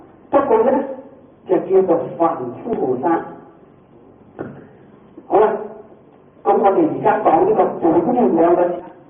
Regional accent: China; 我哋中國人喜歡精簡

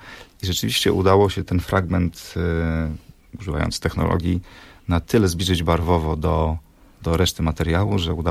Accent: Olsztyn, Warmian-Masurian Voivodeship, Poland; I ja jestem, pochodzę z Olsztyna, jeździmy do moich rodziców.

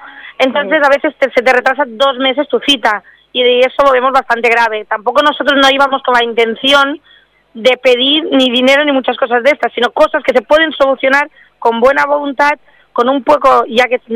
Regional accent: Formentera, Balearic Islands, Spain; incluso que tengan el miramiento cuando somos de Formentera, coger y darnos otras citas a unas horas que podamos coger de barca de ir y de volver

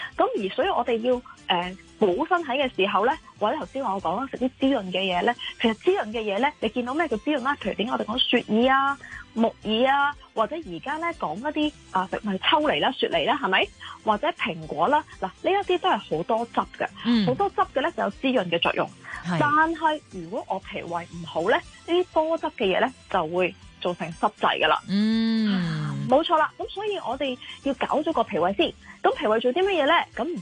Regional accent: China; 我哋中国人咧成日讲一句说话叫做日出而作，日入而息噶嘛

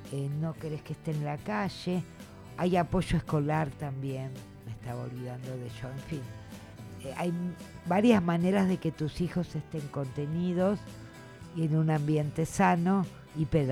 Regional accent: Argentina; Es feo no pensar esto siendo argentina, pero, o sea...

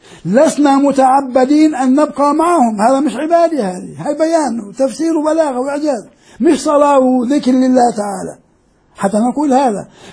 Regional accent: Jordan; وكان مدرس حتى في الجامعات عندنا في الأردن

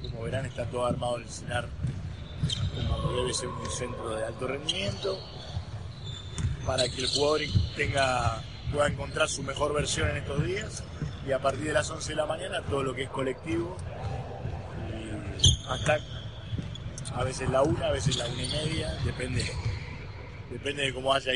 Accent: Argentina; Y pero no te olvides que somos argentinos, digamos.

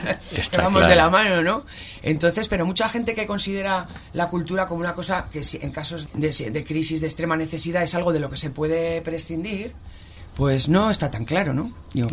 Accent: Aragon, Spain; a mí me salva mi tierra, en Aragón trabajo bastante

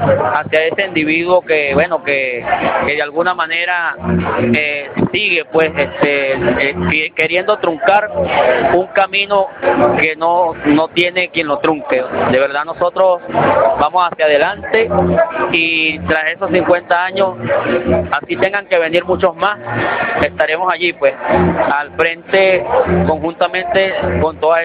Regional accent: Falcón, Venezuela; nosotros pues acá, que venimos de la tierra de … de esa tierra falconiana

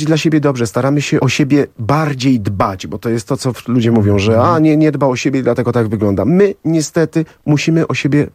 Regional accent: Warsaw, Masovian Voivodeship, Poland; Z Sadyby. Jestem chłopak z Sadyby.

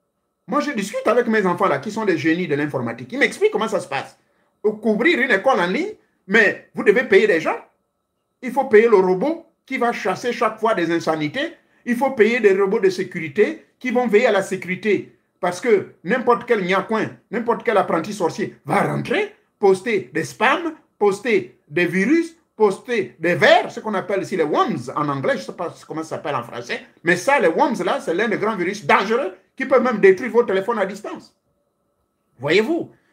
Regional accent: Gabon; chez moi au Gabon

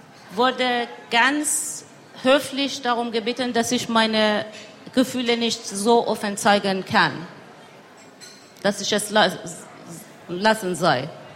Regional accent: Tehran, Tehran Province, Iran; now in Germany; Ich komme aus dem Iran, bin seit 22 Jahren hier in Deutschland.

